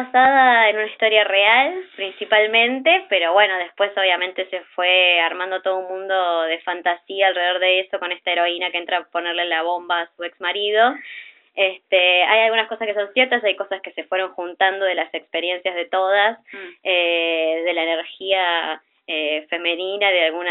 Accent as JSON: {"language": "Spanish", "region": "Buenos Aires", "country": "Argentina", "also_born_or_lived": "Córdoba", "said": "Y hace poquito, unos meses, me volví para acá, para Buenos Aires, de donde soy."}